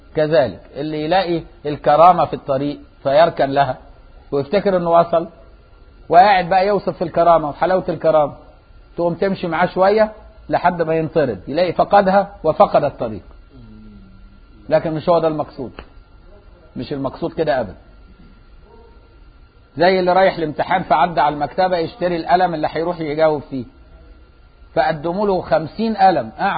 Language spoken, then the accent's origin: Arabic; Egypt; طول ما احنا في مصر نفتحها بقى